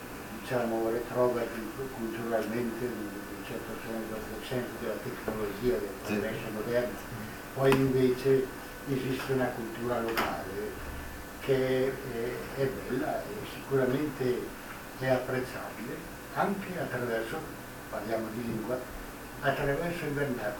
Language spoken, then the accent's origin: Italian; Trentino-Alto Adige, Italy; io sono trentino quindi parlo e capisco trentino